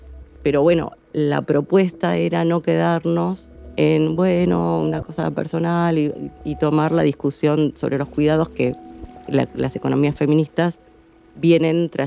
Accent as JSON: {"language": "Spanish", "country": "Argentina", "said": "inclusive yo vengo de Argentina, es un territorio enorme"}